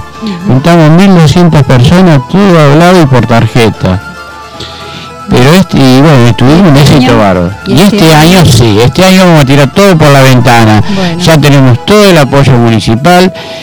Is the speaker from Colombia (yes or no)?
no; Berazategui, Buenos Aires Province, Argentina; yo nací en Argentina, amo mi Argentina, amo mi Berazategui, que me dio mucho, me dio una familia grande, una integración.